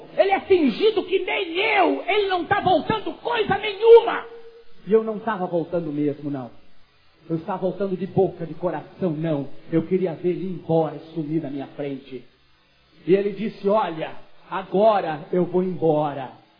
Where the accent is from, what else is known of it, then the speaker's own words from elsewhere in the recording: Caxias do Sul, Rio Grande do Sul, Brazil; born there; O meu avô foi um dos homens mais ricos de Caxias do Sul, no Rio Grande do Sul, onde eu nasci.